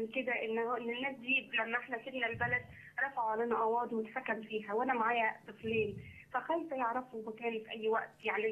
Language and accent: Arabic; Cairo, Cairo Governorate, Egypt; لا لا أنا من القاهرة